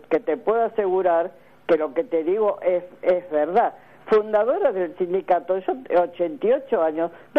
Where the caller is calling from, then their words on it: Avellaneda, Buenos Aires Province, Argentina; de Avellaneda.